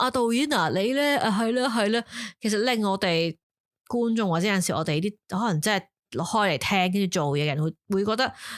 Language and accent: Cantonese; Taiwan; Cantonese is a second language; 我系台湾人添，